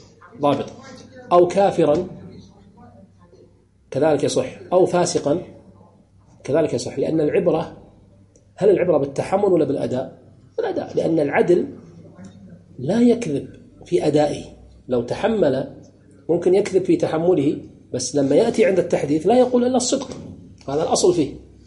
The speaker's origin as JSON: {"language": "Arabic", "country": "Kuwait", "said": "مثلا ككويتيين ليس من المروءة أن تدخل العرس بثوب بدون لا تغطي رأسك"}